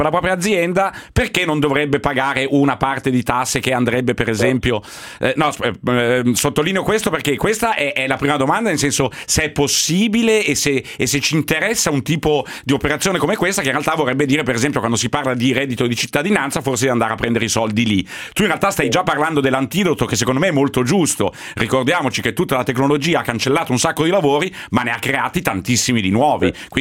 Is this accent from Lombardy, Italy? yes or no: yes; Milan, Lombardy, Italy; Sarà che sono di Milano